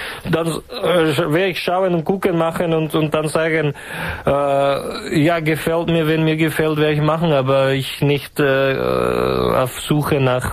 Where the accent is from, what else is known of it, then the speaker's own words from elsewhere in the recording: Czechia; die große alte Diva des tschechischen Volksliedes. Harmona Habuka, großer Harmonikaspieler in meiner Heimat.